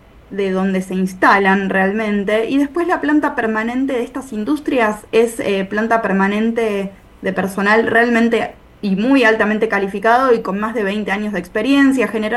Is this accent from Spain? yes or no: no; Brandsen, Buenos Aires Province, Argentina; yo soy particularmente de Bransen, pero no todos somos de Bransen